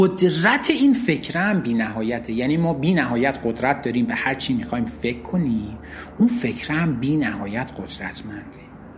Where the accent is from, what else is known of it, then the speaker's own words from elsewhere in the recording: Iran; ما ایرانی هستیم، باهوشیم مثلا.